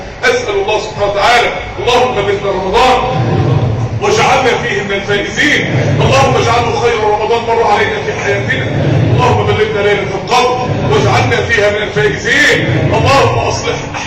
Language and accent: Arabic; Mansoura, Dakahlia, Egypt; عندنا في المنصورة من اسبوعين شباب، يعني شباب صغير